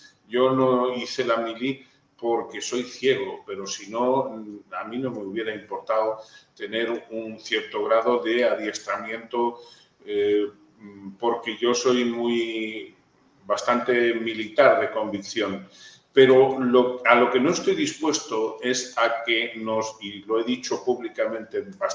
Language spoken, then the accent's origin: Spanish; Spain; Yo, como español, me niego a que me lleven al matadero